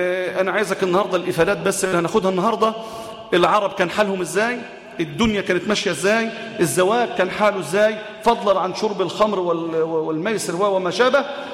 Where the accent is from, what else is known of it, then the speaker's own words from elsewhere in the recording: Egypt; وعن بلادنا مصر